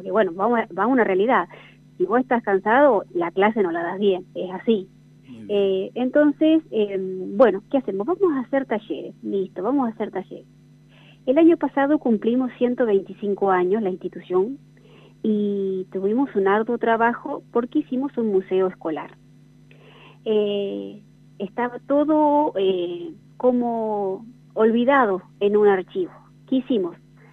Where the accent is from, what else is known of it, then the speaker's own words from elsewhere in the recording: General San Martín, La Pampa, Argentina; yo en realidad soy de General San Martín, pueblo vecino a Bernasconi, viajo todos los días, hace 12 años que estoy yendo